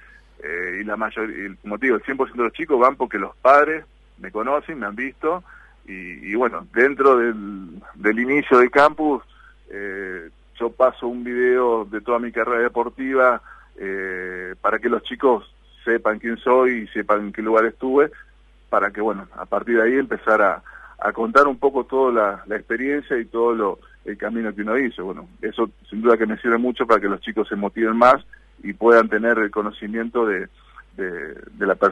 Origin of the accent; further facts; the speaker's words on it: Concepción del Uruguay, Entre Ríos, Argentina; born there; el campus, como te dije, es en Concepción del Uruguay, Entre Ríos, de mi ciudad natal